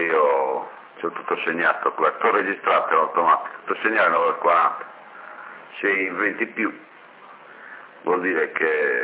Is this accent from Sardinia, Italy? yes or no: yes; Sassari, Sardinia, Italy; Non sono di Bortigali, io sono di Sassari.